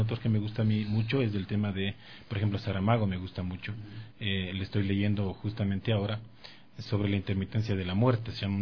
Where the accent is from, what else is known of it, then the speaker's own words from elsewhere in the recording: Ecuador; Definitivamente a los ecuatorianos no nos gusta leer